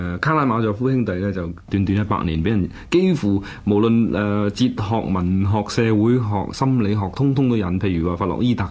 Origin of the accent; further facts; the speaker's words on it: China; 嘅意義喺我哋中國人嚟講，或者東方唔係咁緊要